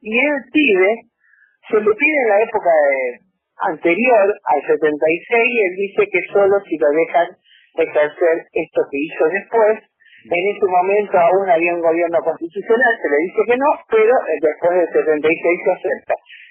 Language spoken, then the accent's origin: Spanish; Rosario, Santa Fe, Argentina; yo soy rosarina, yo fui presidenta nacional durante los 4 años del gobierno de Macri y ahora soy vicepresidenta nacional, pero vivo en Rosario.